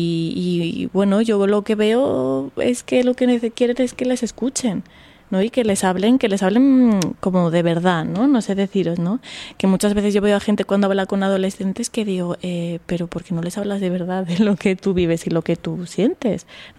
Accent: Aragon, Spain; born there; que soy yo, mañica de nacimiento, andaluza de corazón.

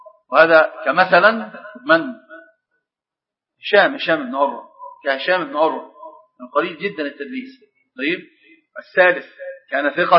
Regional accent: Egypt; لكن أتكلم على كمصريين، يعني في حاجة عندنا

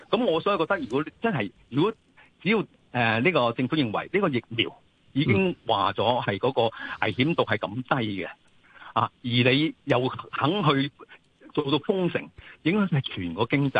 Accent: Hong Kong; 因为我都话啦，以我哋香港人。

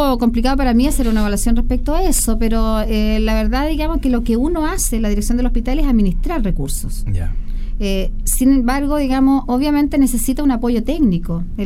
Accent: Llanquihue, Los Lagos, Chile; also born or lived in Puerto Varas; Es que yo soy de pueblo. O sea, yo la verdad es que nací en Puerto Varas, que es un pueblo bastante chico, y me crié en el pueblo de Llanquihue

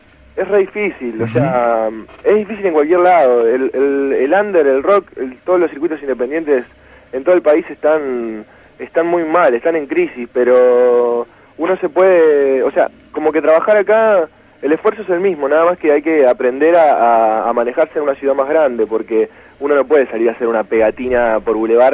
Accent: Santa Fe, Argentina; Claro, somos todos de Santa Fe.

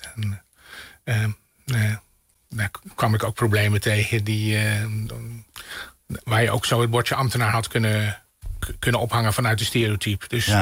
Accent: Netherlands; Ja, anders ben ik een Nederlander die ook de media volgt

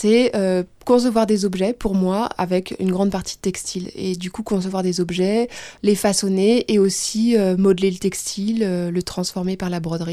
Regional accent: Bourgogne-Franche-Comté, France; Je viens de Bourgogne, j'ai grandi à la campagne.

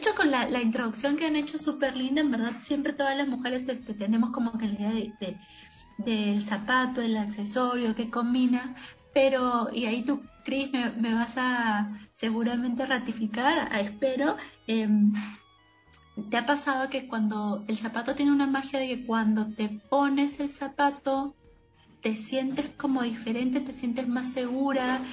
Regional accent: north, Peru; soy de Perú, soy del, bueno, nací en el norte del Perú

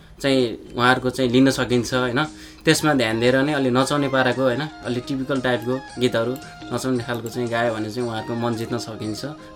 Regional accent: Baglung, Gandaki Province, Nepal; त्यति बेला बागलुङ जिल्लामा मैले त्यति बेला मेरो बाल्यकालमा मैले चाहिँ त्यति बेला आज यो पप गीतहरू पनि मैले सुन्न पाएको थिइनँ

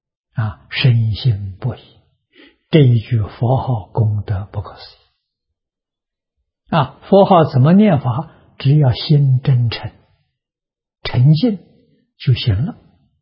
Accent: China; 一不是我们中国人穿的这个一，中国人穿的都是裁缝剪好了的

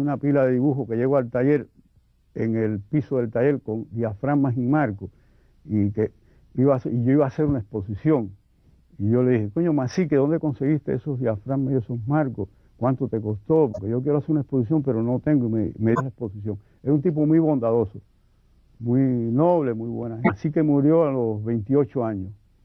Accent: Cuba; soy el primer cubano que dicen los críticos que ilustró el Quijote.

